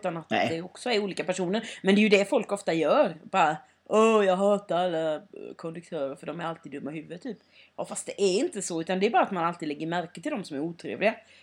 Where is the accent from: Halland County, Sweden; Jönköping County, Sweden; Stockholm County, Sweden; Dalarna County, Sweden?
Jönköping County, Sweden; Sävsjö; så har jag ju också varit hemma i Sävsjö.